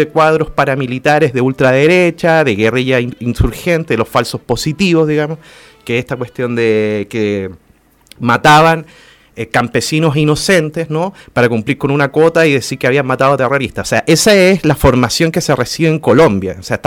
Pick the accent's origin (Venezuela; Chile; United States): Chile; en mi caso yo como chileno, pero a mí la frontera me da lo mismo